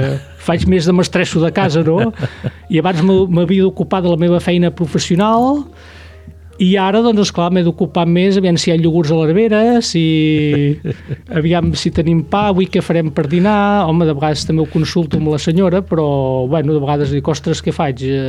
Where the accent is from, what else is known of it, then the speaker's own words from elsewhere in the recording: Sallent, Catalonia, Spain; som d'aquí de tota la vida